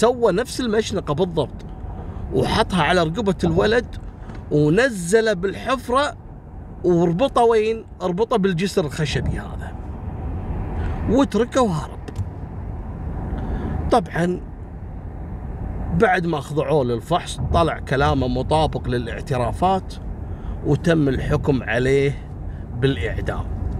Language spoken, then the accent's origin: Arabic; Kuwait; هذا عندهم من كبائر القضايا الجنائية اللي تحصل عندنا في الكويت